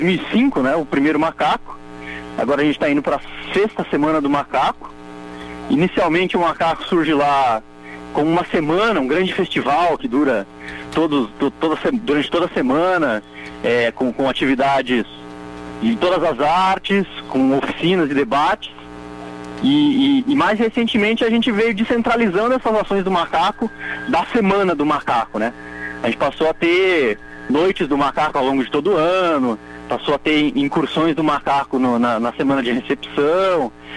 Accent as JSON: {"language": "Portuguese", "town": "Sinop", "region": "Mato Grosso", "country": "Brazil", "said": "Eu sou de Sinop, no Mato Grosso."}